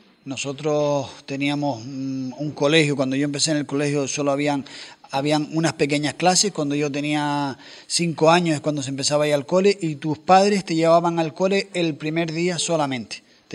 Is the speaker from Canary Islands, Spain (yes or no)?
yes; Puerto del Carmen, Canary Islands, Spain; also born or lived in Arrecife; Arrecife, como nacemos prácticamente todos hoy en día, que nacemos en Arrecife, pero yo me crié en La Tiñosa, que es el pueblito pequeño en Puerto del Carmen.